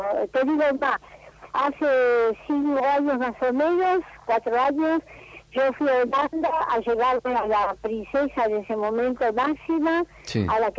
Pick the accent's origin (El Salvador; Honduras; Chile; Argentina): Argentina; soy argentina de pura uh-huh. cepa.